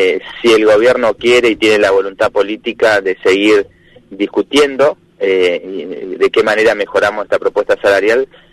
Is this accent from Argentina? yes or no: yes; Sierra Grande, Río Negro, Argentina; en la parte de donde soy yo, de Sierra Grande, la zona rural de Pailemán, Los Berros, Icona, Ventana